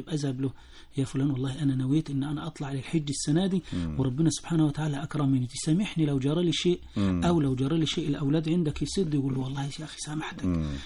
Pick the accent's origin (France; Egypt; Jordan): Egypt; جرت عادة الناس عندنا في مصر كلها